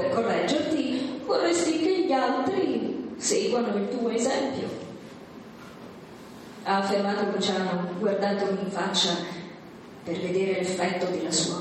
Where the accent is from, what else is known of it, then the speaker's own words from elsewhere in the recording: Trento, Trentino-Alto Adige, Italy; Bolzano per me, che sono di Trento, è un insieme di tante città